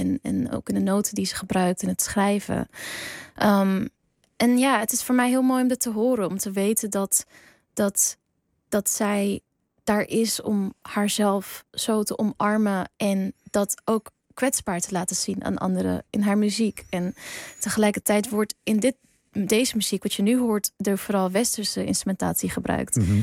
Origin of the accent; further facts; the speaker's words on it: Netherlands; born there; ergens ben ik een Nederlander, want ik heb een Nederlands paspoort en ik ben hier geboren, maar biologisch gezien ben ik 100% een Koerd. Er zit geen Nederlands bloed in mij.